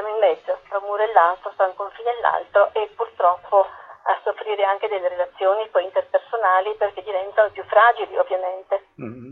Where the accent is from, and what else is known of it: Apulia, Italy